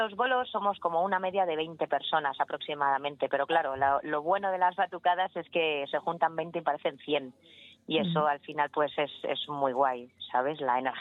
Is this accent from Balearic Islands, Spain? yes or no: no; Madrid, Community of Madrid, Spain; yo he nacido en la Ventilla, me he criado allí y hace 9 añitos que me mudé